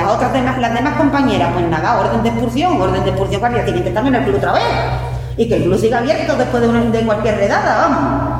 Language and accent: Spanish; Spain; A mí no me están llevando porque soy española.